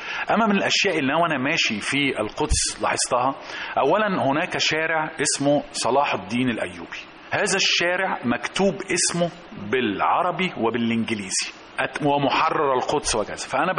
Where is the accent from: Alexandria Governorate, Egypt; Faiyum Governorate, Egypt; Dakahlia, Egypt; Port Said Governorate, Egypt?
Alexandria Governorate, Egypt; Alexandria; فتجدي مثلا عندنا في الإسكندرية